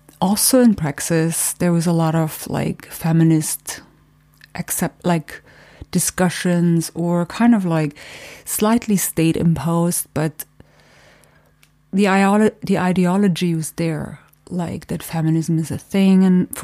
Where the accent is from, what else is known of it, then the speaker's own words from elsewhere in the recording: East Germany, Germany; English is a second language; I started out, well, I grew up in East Germany in a communist, like I'm raised communist, and I was raised in a socialist, realist kind of situation